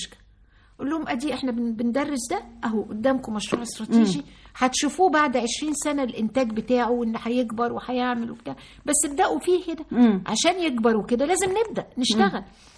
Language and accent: Arabic; Sohag, Sohag Governorate, Egypt; انا من سوهاج وبفتخر ان انا من سوهاج. امي من سوهاج وابويا من اليوب … موحد القطرين.